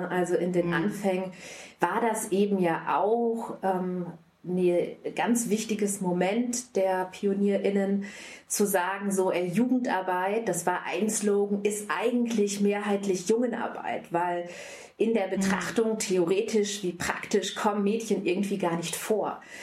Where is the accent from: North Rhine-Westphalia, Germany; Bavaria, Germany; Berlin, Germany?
North Rhine-Westphalia, Germany; Also ich bin im Ostwestfalen-Lippe groß geworden, da war der Feminismus jetzt nicht unbedingt zu Hause.